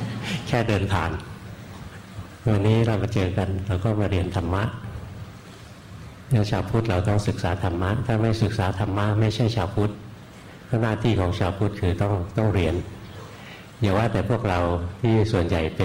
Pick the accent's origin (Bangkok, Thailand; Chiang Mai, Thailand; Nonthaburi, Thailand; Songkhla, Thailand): Bangkok, Thailand; บ้านเกิดหลวงพ่ออยู่แถวนี้แหละอยู่แถววรจักรนี่เอง